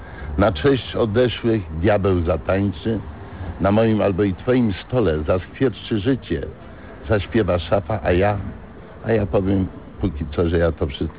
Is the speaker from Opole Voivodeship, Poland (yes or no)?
no; Kraków, Lesser Poland, Poland; born there; Nie, ja nie jestem stąd. Ja urodziłem się w Krakowie. Mama moja budowała nową hutę jako murarka, a tata był zawodowym wojskowym.